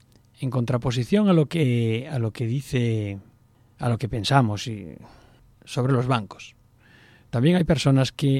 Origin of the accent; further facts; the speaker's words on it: Spain; ¿Es que somos tontos los españoles? No.